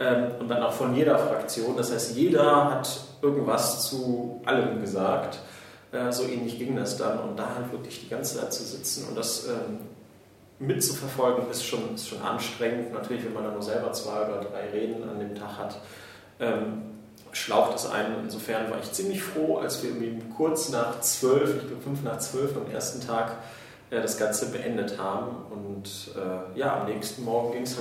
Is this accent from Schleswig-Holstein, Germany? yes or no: no; Neuss, North Rhine-Westphalia, Germany; Ich bin auch einer der 20 Piraten im Landtag. Ich komme eigentlich aus Neuss